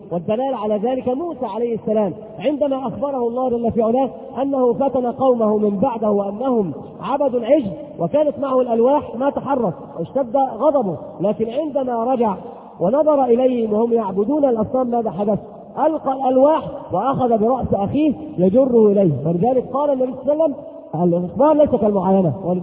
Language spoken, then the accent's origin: Arabic; Egypt; إن الذي يختلف عندنا في مصر يقولون مثل عظيم جدا